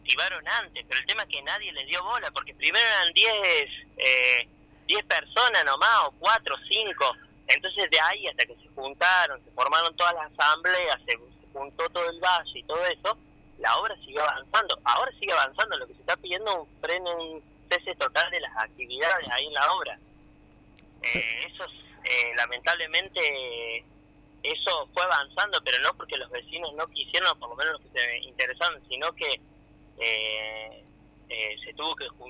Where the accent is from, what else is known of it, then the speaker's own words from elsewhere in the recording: Cosquín, Córdoba, Argentina; yo soy acá de Cosquín, de mi familia nació acá, yo nací acá.